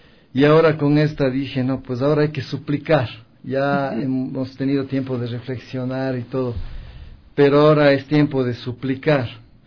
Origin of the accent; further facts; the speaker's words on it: Mexico; moved away; Le comento que yo vine de México hace, sí, más o menos 4 años.